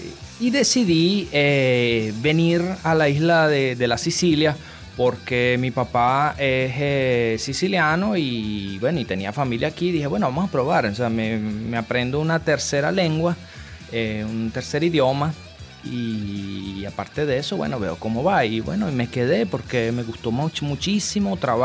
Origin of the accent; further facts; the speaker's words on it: Venezuela; moved away as an adult; also born or lived in Orlando, Florida; Yo nací en Venezuela. Estuve en Venezuela hasta los 18 años. Y bueno, antes de irme a la Sicilia, yo apenas cumplí los 18 años, me fui para los Estados Unidos. Estuve en Orlando, Florida por al menos 5 o 6 años.